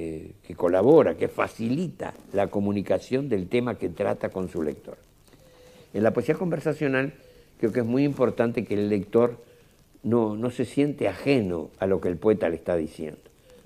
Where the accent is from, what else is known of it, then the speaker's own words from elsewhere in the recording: Montevideo, Uruguay; Aunque nacido en una ciudad del interior, vivo en Montevideo desde los 4 años. Como mis personajes, soy un montevideano de clase media